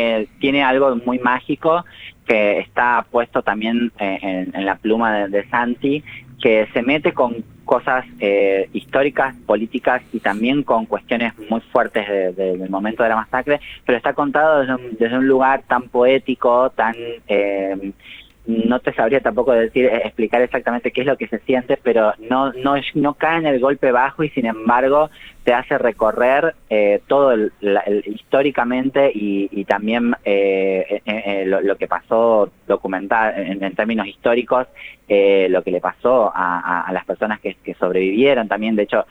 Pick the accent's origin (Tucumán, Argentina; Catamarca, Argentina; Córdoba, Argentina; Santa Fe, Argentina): Tucumán, Argentina; now in Buenos Aires, Argentina; Yo soy actriz, pero soy tucumana, vivo en Buenos Aires hace solamente 16 años